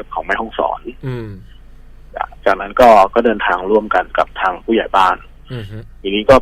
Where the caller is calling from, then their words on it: Bangkok, Thailand; แถวๆวิภาวดีครับผม